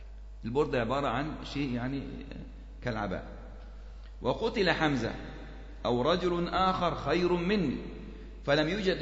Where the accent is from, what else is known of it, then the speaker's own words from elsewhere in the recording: Egypt; برضو عندنا في مصر الوقف كان كثير جدا